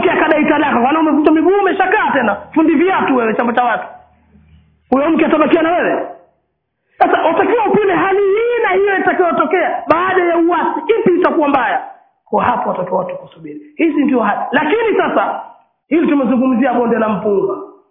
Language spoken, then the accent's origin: Swahili; Pangani, Tanga Region, Tanzania; Kama ni kule kwetu kuna amiri wa Pangani, kuna amiri wa Tanga, kuna amiri wa Tanzania.